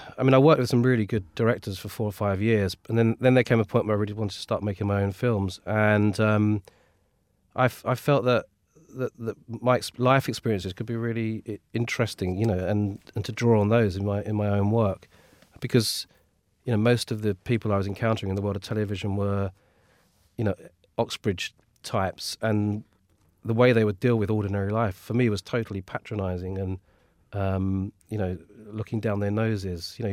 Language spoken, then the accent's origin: English; London, United Kingdom; I grew up in Redbridge, a kind of very dull suburban place, really. And then more recently, I've lived in Whitechapel for a bit, and now I'm in sort of West Hampstead, which is slightly alien to me, really, because it's not really my neck of the woods.